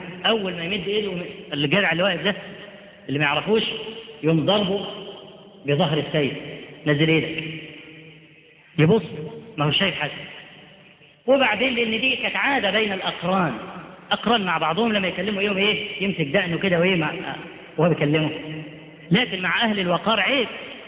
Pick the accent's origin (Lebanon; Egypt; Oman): Egypt; Upper Egypt; ده احنا عندنا في الصعيد لحد دلوقتي